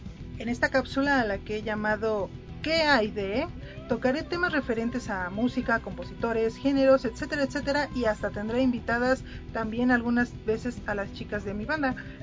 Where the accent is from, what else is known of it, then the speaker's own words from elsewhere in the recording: State of Mexico, Mexico; born there; nací en el Estado de México, en un lugar llamado Prados de Catepec.